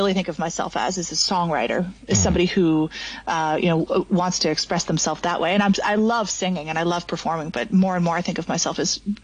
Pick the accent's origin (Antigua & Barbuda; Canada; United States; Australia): United States; Brooklyn, New York; Well, actually, I was born and raised in Brooklyn until I was about 11 years old. And I grew up in a big artist loft.